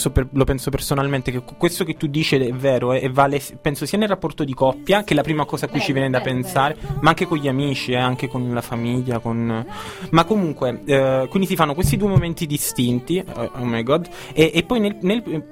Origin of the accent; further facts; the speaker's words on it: Maddaloni, Campania, Italy; di Maddaloni, sì.